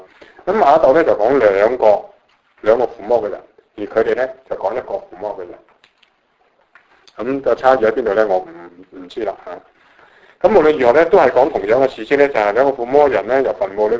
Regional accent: China; 即系我哋中国人讲系无师咩无师显见师啊

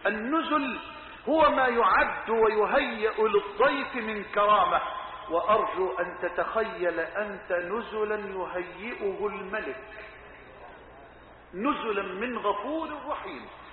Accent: Egypt; اللهم اجعل بلدنا مصر أمنا أمانا سخاء رخاء

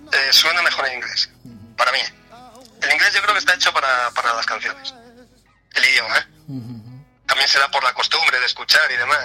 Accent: Mieres, Asturias, Spain; yo soy de Mieres, entonces de Mieres de hace muchísimos años, ya éramos amigos

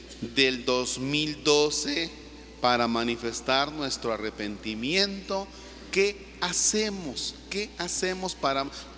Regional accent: Mexico; Y nosotros somos mexicanos.

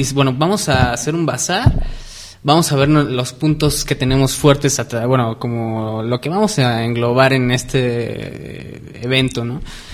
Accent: Mexico; como nos caracteriza como mexicanos

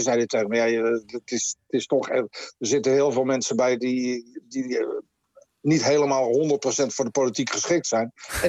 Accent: Netherlands; Wij zijn Nederlanders en wij bepalen zelf wie onze premier wordt.

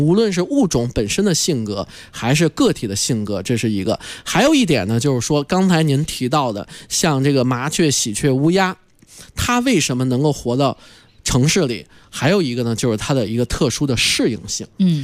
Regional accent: China; 咱们中国啊普遍的动物都是怕人的，因为中国是确实咱5000年的文明史已经造就了我们中国人和动物有一个很有意思的关系

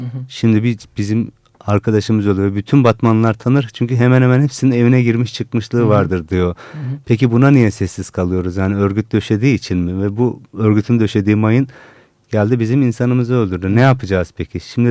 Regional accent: Adana, Turkey; born there; Adana'da doğdum ben. 40 yaşındayım şu anda.

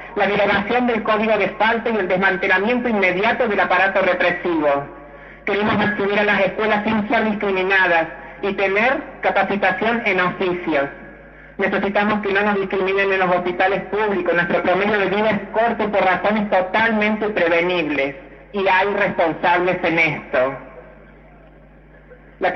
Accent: Córdoba, Argentina; Bueno, yo soy de Córdoba

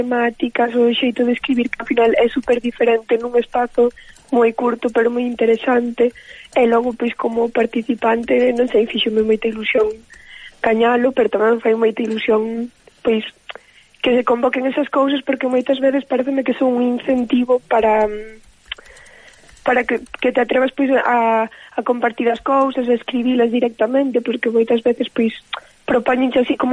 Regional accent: Ordes, Galicia, Spain; now in A Coruña, Spain; Eu estou na Coruña, pero son de Ordes, que é unha vila que está no medio de Coruña, entre Coruña e Santiago.

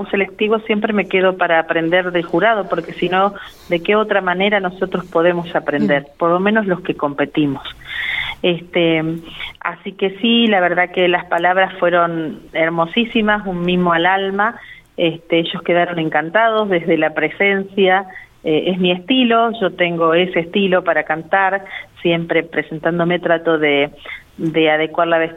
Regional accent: La Pampa, Argentina; Le estoy contando al mundo que soy de La Pampa y las cosas maravillosas que tiene.

